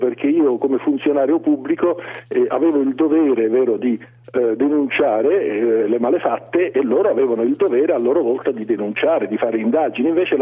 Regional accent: Sicily, Italy; accent: Swedish; avrà capito che io sono siciliano, anche malgrado questo accento svedese.

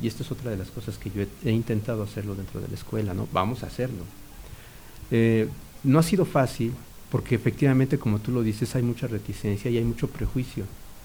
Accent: Mexico City, Mexico; moved away as an adult; yo nací y crecí en el DF, ¿no? Ahí estudié y ahí viví hasta los 30 y tantos años, y tengo cerca de 20 y tantos años viviendo acá.

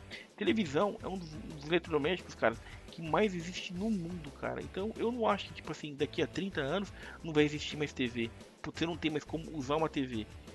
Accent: Brazil; Eu sou brasileiro, eu sou otimista e eu sou vencedor

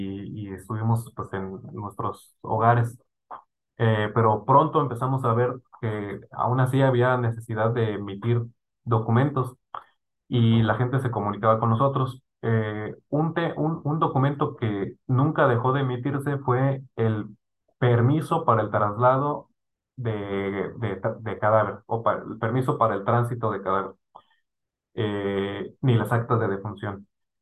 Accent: Mexico; Entonces yo cuando leo esto, pienso en mi país. Es algo que yo quisiera para México, ¿no?

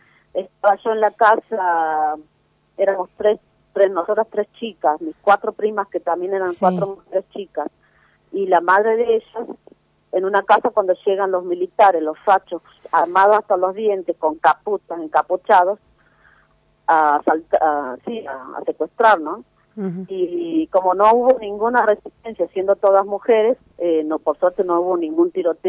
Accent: Santiago del Estero, Argentina; born there; Nací en Santiago del Estero, pero ahora estoy viviendo.

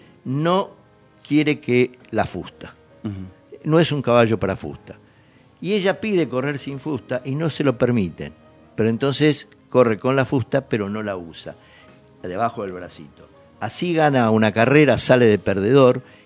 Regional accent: Pergamino, Buenos Aires Province, Argentina; Pero Paola Suárez, de Pergamino, de donde soy yo también.

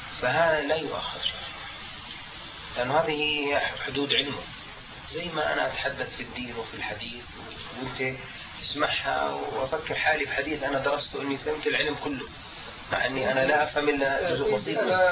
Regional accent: Jordan; في القانون الطب عندنا في الاردن لا يمنع ذلك

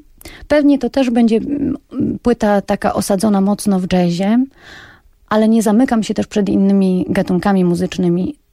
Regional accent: Reszel, Warmian-Masurian Voivodeship, Poland; now in Gdynia, Poland; z Warmii i Mazur, z miasta Reszel. Urokliwe, piękne warmińskie miasteczko.

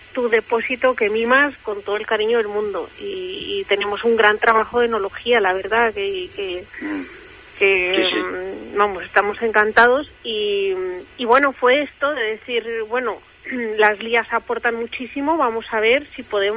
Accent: Mexico; now in Spain; yo nací en México, yo me crié en México

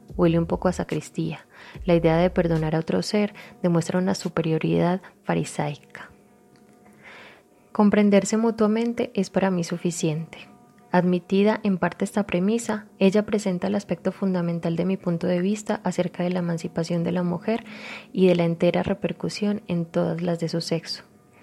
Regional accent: Colombia; moved away as an adult; now in Mexico; soy colombiana, radico en México hace aproximadamente 5 años.

